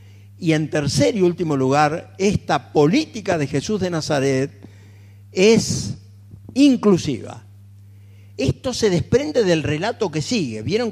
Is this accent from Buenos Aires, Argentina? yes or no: yes; Buenos Aires, Argentina; Y como soy porteño me gusta el tango